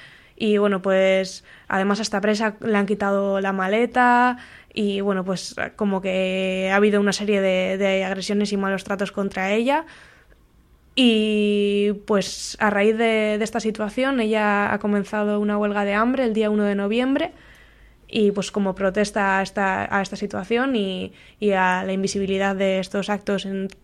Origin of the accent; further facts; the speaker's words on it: Cantabria, Spain; accent: Cantabrian; perdonadme por mi triste acento de tierras cántabras, pero intentaré que lo entendáis.